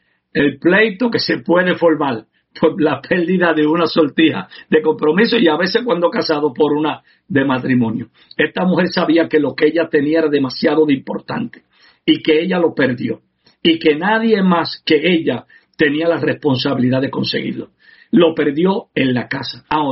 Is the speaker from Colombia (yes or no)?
no; Puerto Rico; como los puertorriqueños cuando comemos arroz, que siempre queremos la parte de abajo